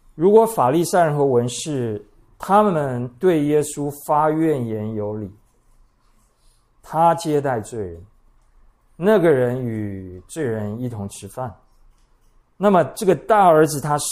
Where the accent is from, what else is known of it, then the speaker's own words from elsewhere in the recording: Taiwan; 因为我们台湾人做父亲的没有什么原则，也没有什么尊严。